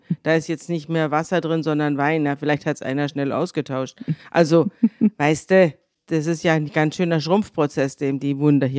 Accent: Munich, Bavaria, Germany; In München, da hat man das alles nicht so bitter ernst genommen

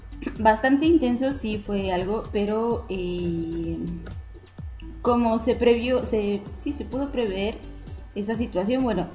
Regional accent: Mexico; una de las cosas que creo que como mexicanos nos ayuda mucho desde hace muchísimos años es burlarnos de la muerte

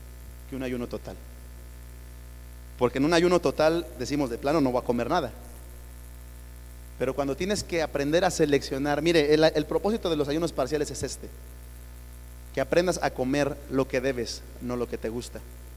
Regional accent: Mexico; como buenos mexicanos, así estamos acostumbrados a comer lo que se nos antoja.

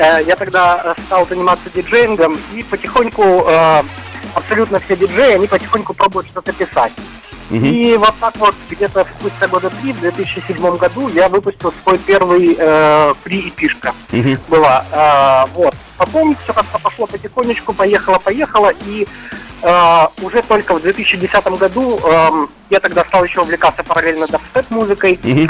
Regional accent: Kyiv, Ukraine; Я родом из Киева, но мои родители, они из Нижнего Новгорода. Вот, и у меня там полным-полно родственников.

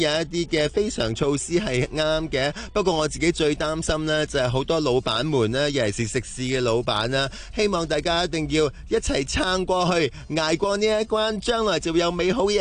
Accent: Hong Kong; 希望你继续努力，我哋香港人会多谢你噶。

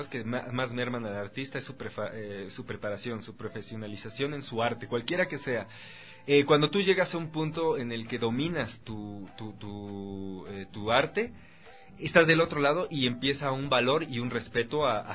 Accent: Mexico; moved away as an adult; now in Ecuador; no conozco mucho la historia del teatro ecuatoriano porque yo soy mexicano, pero yo he vivido aquí ya.

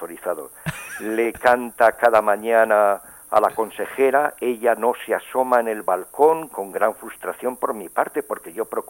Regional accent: Aragon, Spain; porque yo soy aquí muy aragonés, llamo mucho a mi tierra

